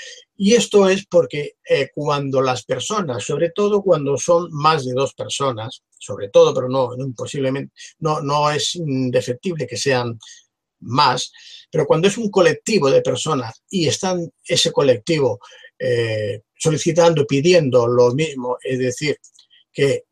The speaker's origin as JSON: {"language": "Spanish", "town": "Barcelona", "region": "Catalonia", "country": "Spain", "said": "precisamente de donde yo soy, donde yo vivo, en Barcelona."}